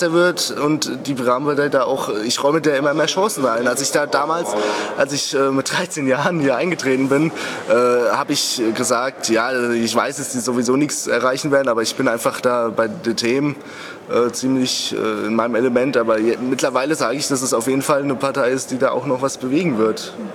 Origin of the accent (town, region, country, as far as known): Wiesbaden, Hesse, Germany